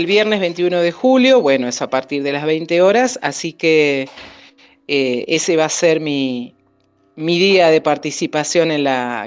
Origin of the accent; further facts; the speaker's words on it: Buenos Aires, Argentina; born there; el tango lo conozco porque nací en Buenos Aires, porque lo he vivido, lo he escuchado, lo he cantado